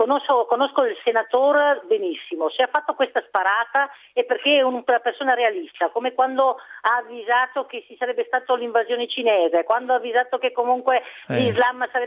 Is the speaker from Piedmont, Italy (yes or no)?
no; Veneto, Italy; Io sono veneta e vorrei anche parlare il dialetto veneto